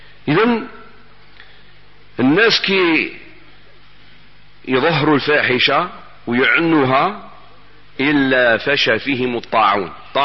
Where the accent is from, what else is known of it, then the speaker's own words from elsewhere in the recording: Algeria; أنا إلى الآن في بلادنا الجزائر الحبيبة، نسأل الله أن يحفظها من كل سوء